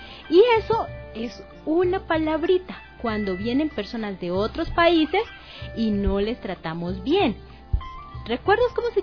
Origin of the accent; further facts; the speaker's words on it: Colombia; now in Ecuador; como Violeta y yo que venimos de Colombia